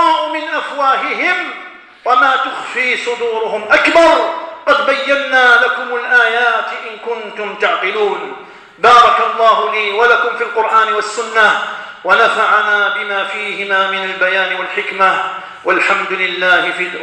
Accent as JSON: {"language": "Arabic", "country": "Algeria", "said": "ونذر الخطر تدق أجراسها في بلادنا الجزائر هنا وهناك"}